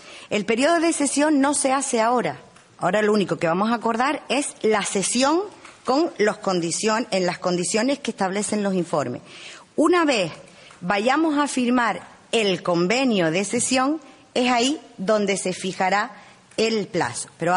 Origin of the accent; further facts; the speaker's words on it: Uga, Canary Islands, Spain; yo en este caso soy del pueblo de Uga y me he criado entre camellos.